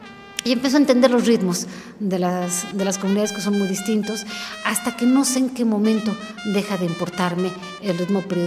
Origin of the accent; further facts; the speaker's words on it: Mexico; ya me siento identificada no nada más como periodista, sino como una mexicana más